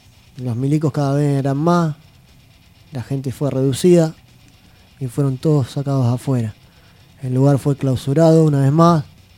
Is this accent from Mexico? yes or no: no; La Plata, Buenos Aires Province, Argentina; de La Plata.